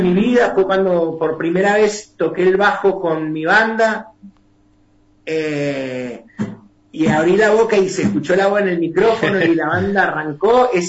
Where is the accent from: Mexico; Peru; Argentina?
Argentina; Las Catitas, Mendoza; los recuerdos míos en mi niñez en las Catitas. Ajá. ¿No es cierto? Mi niñez en el campo.